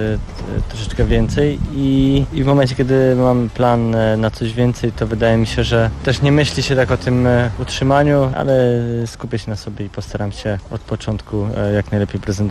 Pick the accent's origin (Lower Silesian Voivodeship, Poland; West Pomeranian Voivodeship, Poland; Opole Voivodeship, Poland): Lower Silesian Voivodeship, Poland; Wrocław; ja jestem z Wrocławia, cieszę się, że do tej pory mogę jeździć we Wrocławiu